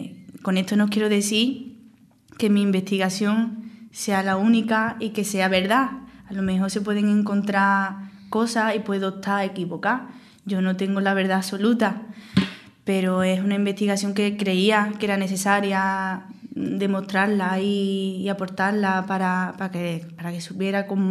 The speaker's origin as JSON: {"language": "Spanish", "town": "Córdoba", "region": "Andalusia", "country": "Spain", "tie": "born there", "lives_now": "Palma del Río, Spain", "said": "Yo nací en Córdoba, vivo en Palma del Río. Pero vamos, mi infancia y toda mi vivencia del flamenco la he desarrollado aquí."}